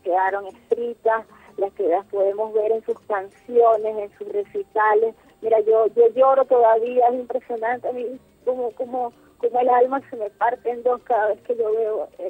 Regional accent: Venezuela; nos duele a los venezolanos

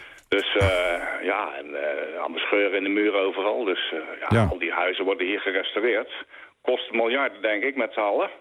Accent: The Hague, South Holland, Netherlands; now in Groningen, Netherlands; Ja, ik ben ook wel geboren Hagenees. Ik zit al 50 jaar bijna in het noorden. Ik kom uit het aardbevingsgebied.

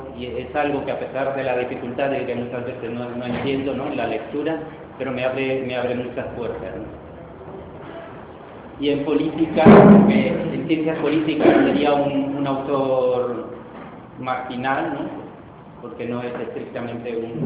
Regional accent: Argentina; born there; en el país de donde yo nací, que es Argentina

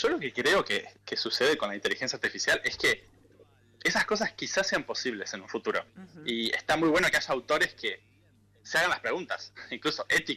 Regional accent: Tandil, Buenos Aires Province, Argentina; moved away as an adult; also born or lived in France; now in London, United Kingdom; Sí, soy nativo de Tandil. Y hace estuve hasta los 22 años.

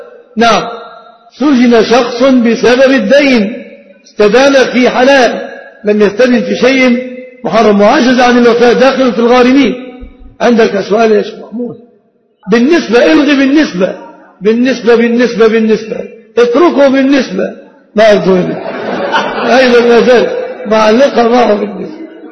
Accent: Egypt; الفقير سيارة من زكاة المال ليس في عرفنا كمصريين، لأن أغلب المصريين لا يمتلكون سيارة

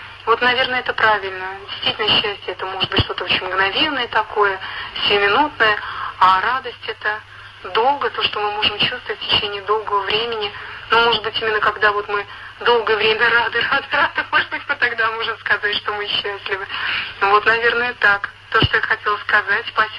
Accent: Nizhny Novgorod, Nizhny Novgorod Oblast, Russia; я из Нижнего Новгорода.

